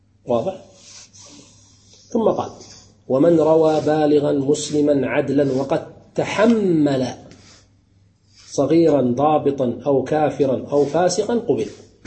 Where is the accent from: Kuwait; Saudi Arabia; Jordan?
Kuwait; مثلا ككويتيين ليس من المروءة أن تدخل العرس بثوب بدون أن تغطي رأسك